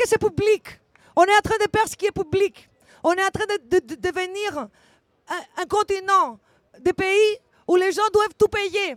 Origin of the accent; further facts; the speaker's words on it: Thessaloniki, Central Macedonia, Greece; French is a second language; je viens de Thessalonique, Grèce.